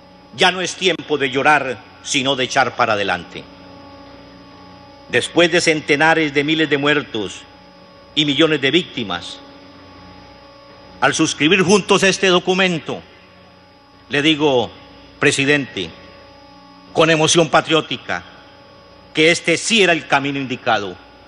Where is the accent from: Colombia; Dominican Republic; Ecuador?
Colombia; Somos los colombianos y colombianas, por tanto, un ejemplo para el mundo.